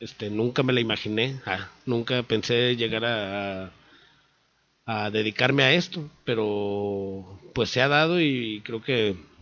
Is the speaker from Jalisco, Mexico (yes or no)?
yes; Tlaquepaque, Jalisco, Mexico; nací en Guadalajara, pero me crié en Tlaquepaque, y casi todo me la he pasado por allá